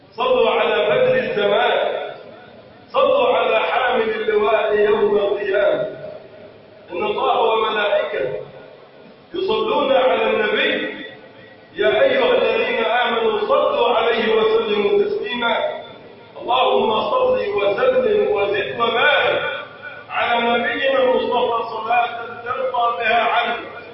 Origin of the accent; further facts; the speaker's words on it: Egypt; اللهم ارفع عن بلدنا مصر الغلاء والبلاء والوباء